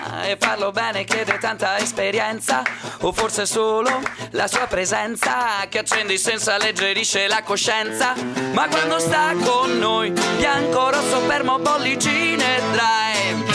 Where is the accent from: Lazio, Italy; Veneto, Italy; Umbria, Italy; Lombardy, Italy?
Veneto, Italy; noi siamo veneti, il quartetto è proprio veneto doc